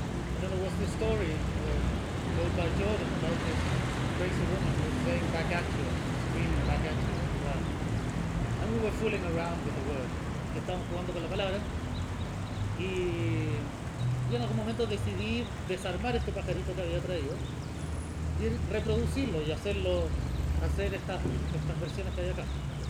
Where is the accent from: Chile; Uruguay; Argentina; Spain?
Chile; Este es un juguete que venden en mi país, en Chile.